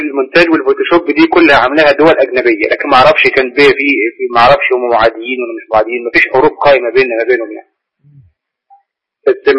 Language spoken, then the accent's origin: Arabic; Egypt